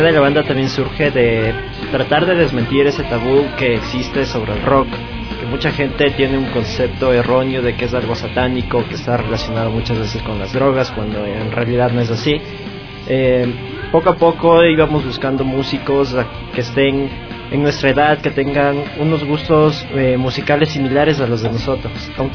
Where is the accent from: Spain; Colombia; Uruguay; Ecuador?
Ecuador; Quito, Pichincha; Somos de Luluncoto.